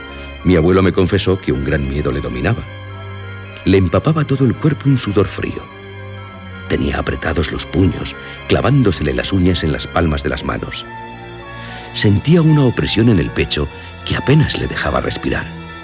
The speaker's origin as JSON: {"language": "Spanish", "region": "Basque Country", "country": "Spain", "said": "Y yo soy de Álava"}